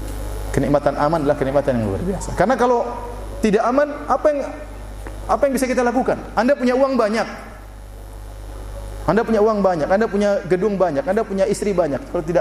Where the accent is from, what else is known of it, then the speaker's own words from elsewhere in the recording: Indonesia; Dari mana? Indonesia.